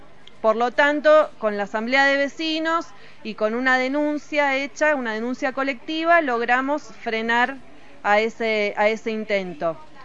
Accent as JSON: {"language": "Spanish", "town": "San Francisco del Monte de Oro", "region": "San Luis", "country": "Argentina", "said": "soy de acá de San Francisco del Monte de Oro."}